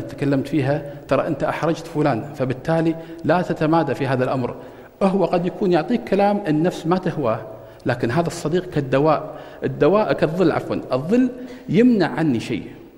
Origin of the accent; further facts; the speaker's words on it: Kuwait; عندنا في الكويت مركز جميل